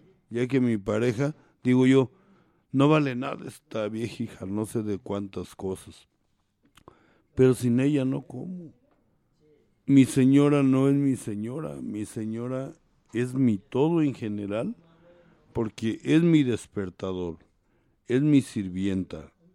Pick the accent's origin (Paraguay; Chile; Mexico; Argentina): Mexico; más el mexicano, porque yo soy mexicano